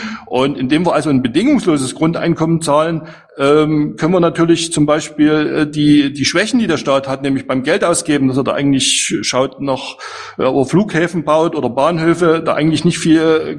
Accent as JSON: {"language": "German", "region": "East Germany", "country": "Germany", "said": "als Ossi ganz verrückt, dass man jetzt so 30 Jahre später seinem Staatsbürgerkundelehrer recht gibt"}